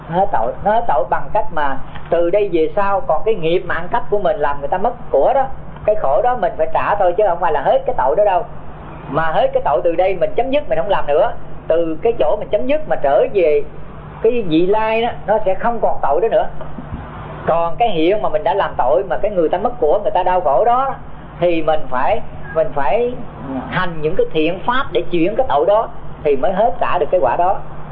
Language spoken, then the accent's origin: Vietnamese; Tay Ninh, Vietnam; Cho nên thầy sinh trưởng ở Tây Ninh do những cái mẫu chuyện mà nó huyền thoại đó